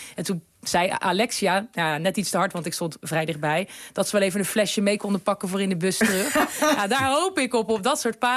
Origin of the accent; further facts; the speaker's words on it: The Hague, South Holland, Netherlands; Ik kom zelf uit Den Haag, dus ik ben gewend dat het heel bruisend is.